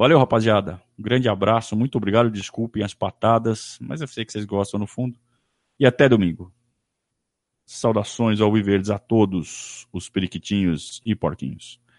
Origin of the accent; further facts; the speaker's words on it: Sorocaba, São Paulo, Brazil; lá de Sorocaba também, da minha terra, né? Adoro Sorocaba. Onde eu nasci, cresci.